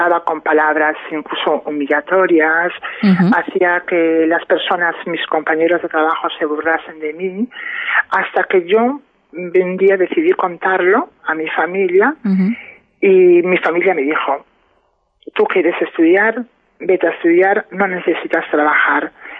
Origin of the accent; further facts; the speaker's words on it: Padrón, Galicia, Spain; Yo he tenido que salir con 18 años, 19 años, me fui de Padrón. Me fui a Santiago, empecé a vivir mi vida sola